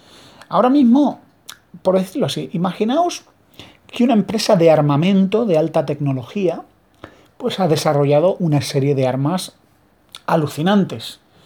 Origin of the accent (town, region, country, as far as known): Spain